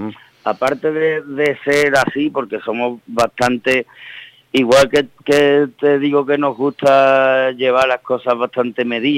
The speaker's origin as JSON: {"language": "Spanish", "town": "Seville", "region": "Andalusia", "country": "Spain", "said": "claro, por nuestra procedencia, somos de Sevilla, entonces hemos tocado con mucha gente que, bueno, que no tiene nada que ver con el rock."}